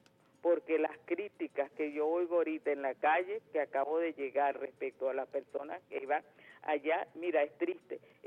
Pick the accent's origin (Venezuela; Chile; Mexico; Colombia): Venezuela; yo, como venezolana